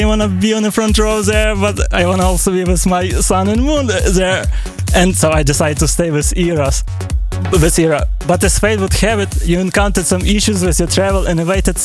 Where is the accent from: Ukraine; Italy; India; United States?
Ukraine; Lviv, Lviv Oblast; English is a second language; I already was on some gigs of Euro in Kyiv, but this time we didn't have to travel so far because we are from Lviv.